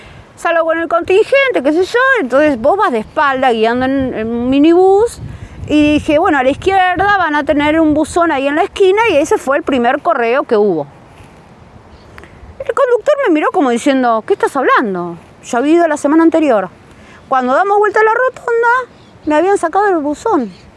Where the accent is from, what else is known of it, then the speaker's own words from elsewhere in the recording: Tigre, Buenos Aires Province, Argentina; soy de Tigre también